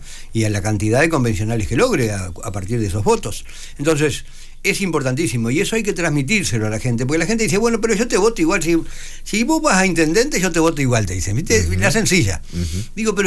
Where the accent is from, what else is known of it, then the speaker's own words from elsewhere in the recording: Maldonado, Uruguay; Yo soy de Maldonado, quiero a Maldonado, respeto a Maldonado, defiendo a Maldonado, peleo por Maldonado, así que a mí no me sacan de acá.